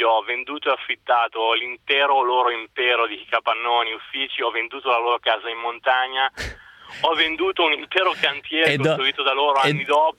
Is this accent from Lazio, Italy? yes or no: no; Monza, Lombardy, Italy; Ma adesso dal Friuli, in realtà sono di Monza.